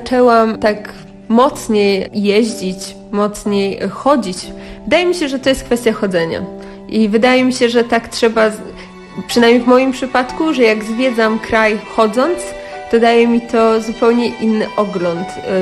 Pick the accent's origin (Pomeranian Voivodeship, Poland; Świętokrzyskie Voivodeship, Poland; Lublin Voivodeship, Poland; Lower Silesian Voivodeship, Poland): Lower Silesian Voivodeship, Poland; Ja pochodzę z Karkonoszy, teraz jestem dość nomadyczna.